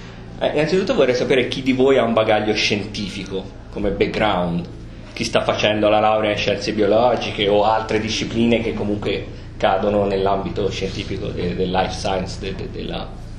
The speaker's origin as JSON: {"language": "Italian", "town": "Piombino", "region": "Tuscany", "country": "Italy", "said": "io vengo da Piombino originariamente, quindi in provincia di Livorno, vero che c'è una centrale siderurgica gigantesca"}